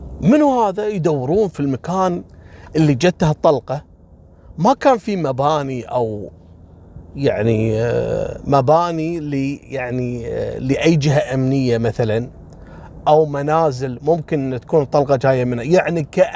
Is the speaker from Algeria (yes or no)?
no; Kuwait; هني عندنا بالكويت حصلت كذلك نفس الواقعة